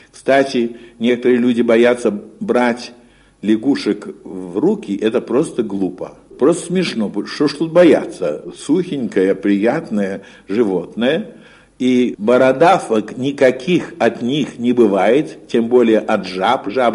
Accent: Moscow, Russia; Я в детстве жил в Сокольниках. Тогда это была окраина Москвы.

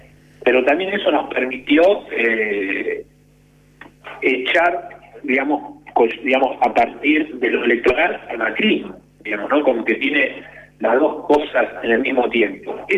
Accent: Argentina; no vemos el mar nosotros como argentinos

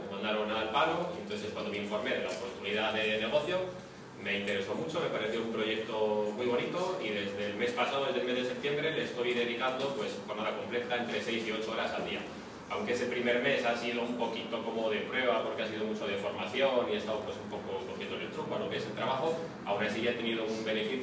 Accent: Bilbao, Basque Country, Spain; Buenas tardes … tengo 42 años y vengo de Bilbao.

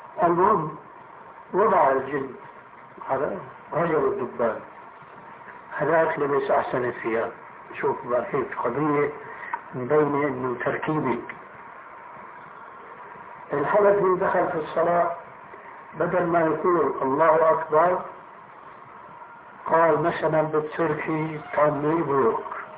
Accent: Damascus, Damascus Governorate, Syria; هناك عندنا في دمشق المسجد الأموي في 4 محاريب

